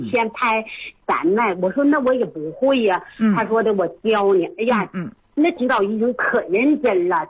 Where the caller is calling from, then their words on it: Suihua, Heilongjiang, China; 我是绥化的。